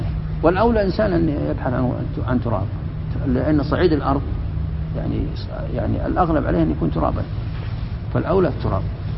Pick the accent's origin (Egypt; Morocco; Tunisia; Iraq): Morocco; وعندنا في المغرب فاس، مدينة فاس